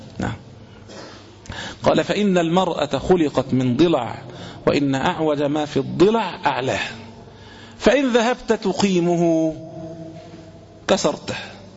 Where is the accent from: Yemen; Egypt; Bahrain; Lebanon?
Egypt; عندنا في العامية، عندنا في مصر هنا